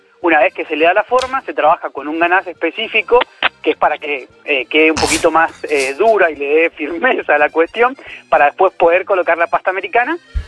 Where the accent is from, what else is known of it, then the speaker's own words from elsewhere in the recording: Mendoza, Argentina; yo soy del sur de Mendoza, pero he tenido que mandar hacia Mendoza capital